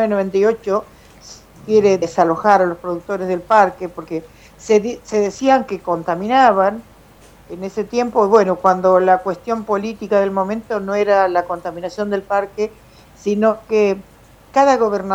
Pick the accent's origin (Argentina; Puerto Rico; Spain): Argentina; Buenos Aires; born there; Y yo nací en Pereira, así que soy hija de los primeros pobladores del parque.